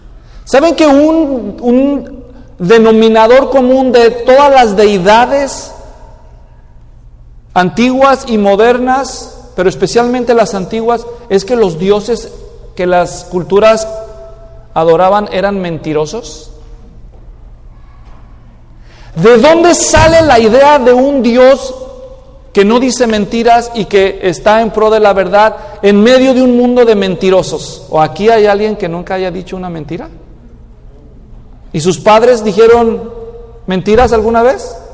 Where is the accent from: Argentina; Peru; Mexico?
Mexico; Yo soy mexicano y en México la cultura prehispánica predominante fueron los aztecas.